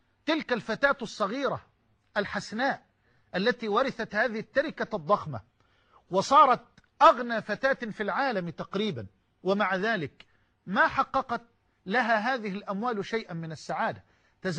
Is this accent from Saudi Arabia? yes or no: no; Egypt; يعني كما يقال عندنا في مصر يضحك الطوب